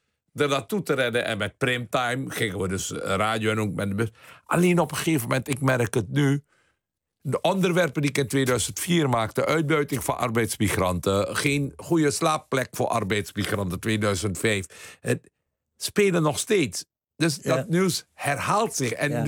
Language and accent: Dutch; Suriname; Ik weet, als tiener in Suriname. Het was 18 toen de staatsgreep kwam.